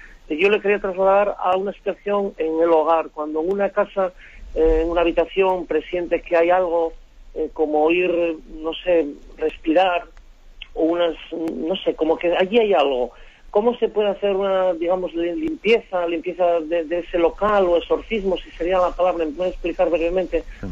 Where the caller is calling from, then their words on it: Asturias, Spain; de Asturias.